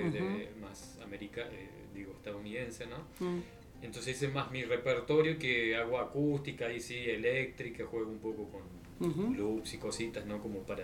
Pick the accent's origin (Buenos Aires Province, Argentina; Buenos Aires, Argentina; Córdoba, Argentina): Córdoba, Argentina; La Cumbre; also born or lived in Brazil; Sí, yo soy de La Cumbre, ¿no? Soy nacido aquí, pero estuve mucho tiempo afuera, estuve en Brasil, soy ingeniero industrial de profesión.